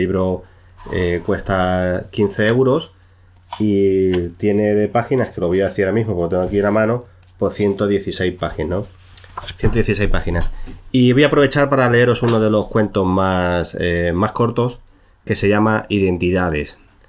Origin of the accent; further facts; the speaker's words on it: Cáceres, Extremadura, Spain; ambientada en mi ciudad natal, que es Cáceres, ¿no?